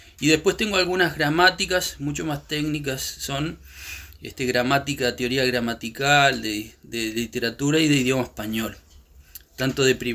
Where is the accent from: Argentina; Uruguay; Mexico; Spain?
Uruguay; also born or lived in Chile; si bien yo soy uruguayo, pero estuve 15 años fuera, por lo tanto conozco más de Chile en estos últimos 15 años de lo que ha pasado acá